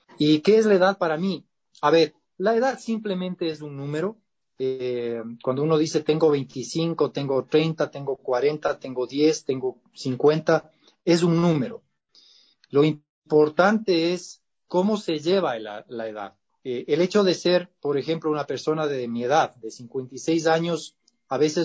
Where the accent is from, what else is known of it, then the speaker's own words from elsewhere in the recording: Quito, Pichincha, Ecuador; Yo soy orgullosamente quiteño, nacido en el barrio de la Mama, en la zona de la Mama Cuchar, en Quito.